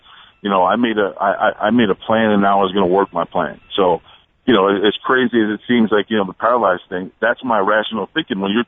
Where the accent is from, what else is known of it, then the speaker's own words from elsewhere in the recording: New Jersey, United States; I'm Jersey. You know what I mean? I'm from New Jersey, so we're not built the same either.